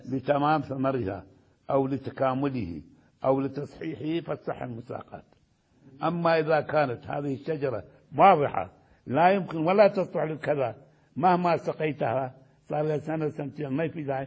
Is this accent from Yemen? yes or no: no; Iraq; عندنا في العراق هذا برائحة طيبة ولكن لا ثمرة فيه